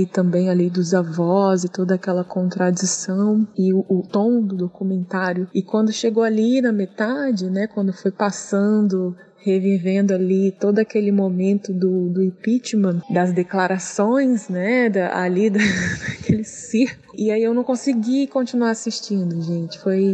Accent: Vitória, Espírito Santo, Brazil; now in São Paulo, Brazil; eu resido em São Paulo, sou de Vitória, resido em São Paulo.

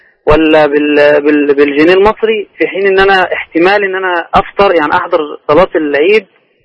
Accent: Egypt; now in Jazan, Saudi Arabia; أنا من مصر مغترب

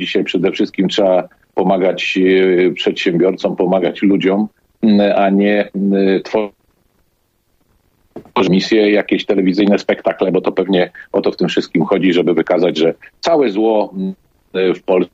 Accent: Szczecin, West Pomeranian Voivodeship, Poland; Ja na szczęście jestem ze Szczecina, więc nie mam tego typu problemu.

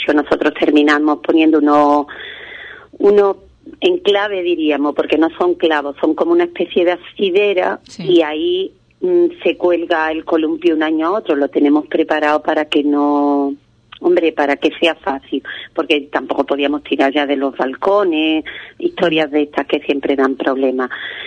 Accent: Ubrique, Andalusia, Spain; Cuando estoy fuera es como tener a mi pueblo cerca. Una es muy ubriqueñita, más que una patacabra.

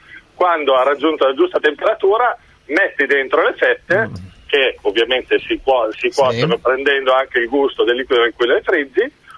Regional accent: Milan, Lombardy, Italy; now in Parma, Italy; io sono di Milano, abito a Parma e tifo Roma

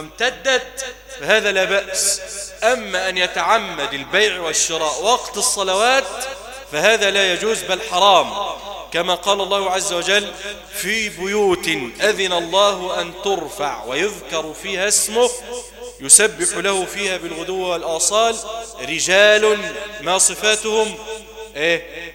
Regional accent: Egypt; ونسأل الله أن يجعل بلدنا مصر واحة للأمن والأمان

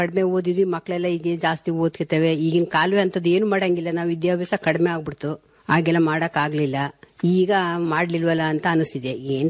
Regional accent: Kuguru, Karnataka, India; ನಾವು ಕೂಗೂರಲ್ಲಿ ಹುಟ್ಟಿ ಬೆಳೆದಿದ್ದು, 50 ವರ್ಷ ಆಯ್ತು ಮದುವೆ ಆಗಿ.

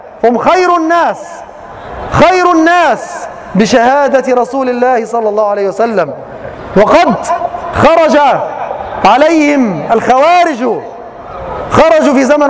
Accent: Egypt; في هذه البلاد، في بلادنا مصر

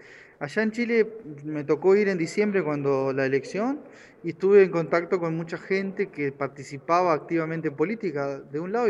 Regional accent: Uruguay; como parlamentario uruguayo

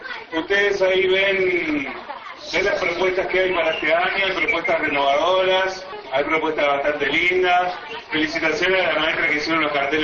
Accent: Montevideo, Uruguay; Yo nací en Jardines del Hipódromo, relativamente cerca de acá. Provengo de una familia bastante humilde, trabajadora

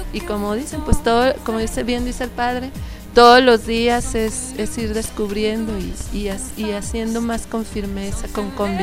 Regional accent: Torreón, Coahuila, Mexico; Yo soy de Torreón

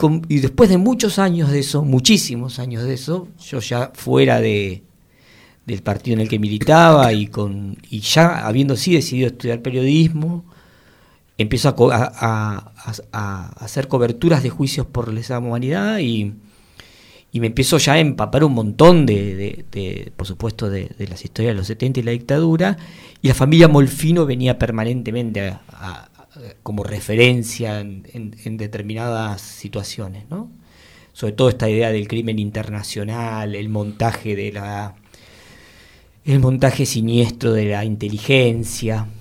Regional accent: Mar del Plata, Buenos Aires Province, Argentina; yo soy de Mar del Plata

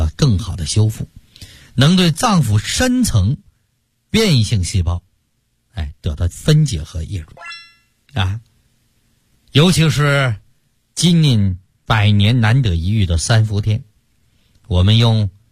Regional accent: China; 可以这么讲啊，我们中国人哎就不会再被心脑血管疾病所困。

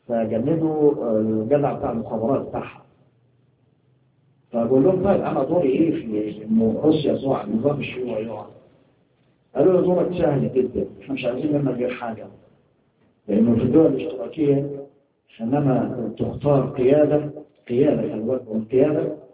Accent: Egypt; إحنا عندنا في مصر كان الدستور السابق

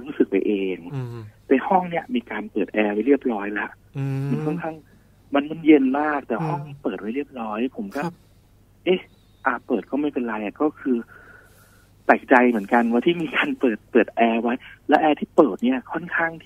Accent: Khon Kaen, Thailand; ้อยู่จังหวัดขอนแก่นครับ

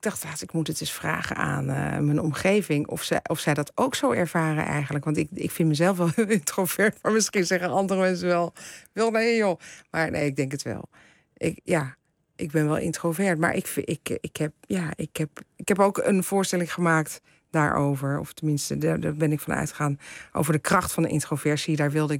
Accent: The Hague, South Holland, Netherlands; ik ben natuurlijk weer van de generatie daarna. Dus ik ben in Den Haag geboren en getogen.

